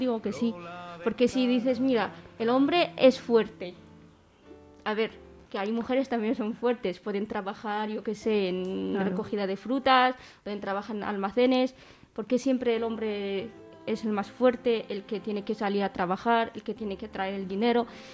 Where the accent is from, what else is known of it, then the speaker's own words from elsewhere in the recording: Morocco; soy de Marruecos